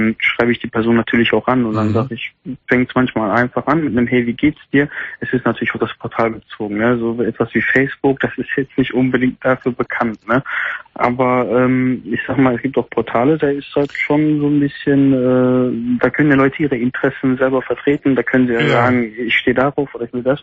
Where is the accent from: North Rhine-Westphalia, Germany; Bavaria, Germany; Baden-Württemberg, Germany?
North Rhine-Westphalia, Germany; Gelsenkirchen; ich komme eigentlich aus Gelsenkirchen, aber ich bin heute mal in Gladbach